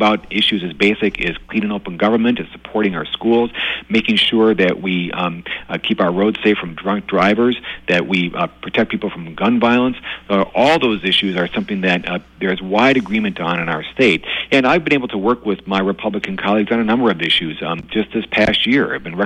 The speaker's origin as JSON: {"language": "English", "town": "Waukesha", "region": "Wisconsin", "country": "United States", "tie": "born or raised there", "said": "I was born and raised in Waukesha with a Democratic mom and a Republican dad, and I grew up in an area where it was definitely 50-50, probably leaning Republican."}